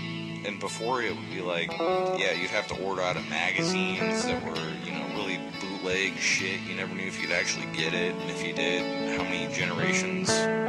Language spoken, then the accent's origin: English; Illinois, United States; Yeah, I'm from the U.S., yeah. Yeah, I'm from Illinois, out in the middle of fucking nowhere, with a bunch of yahoos that know jack shit about anything.